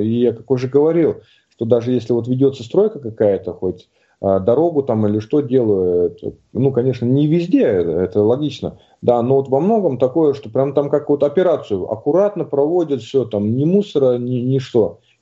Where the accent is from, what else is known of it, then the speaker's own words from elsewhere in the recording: Tomsk Oblast, Russia; Я сам родом из Сибири, в Томской области.